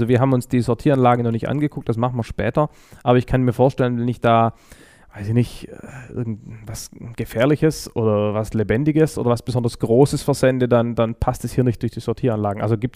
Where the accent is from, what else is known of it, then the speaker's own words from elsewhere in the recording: Stuttgart, Baden-Württemberg, Germany; ich komme aus Stuttgart